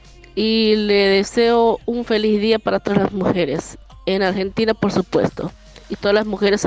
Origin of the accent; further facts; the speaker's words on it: Guayaquil, Guayas, Ecuador; soy de Guayaquil, Ecuador.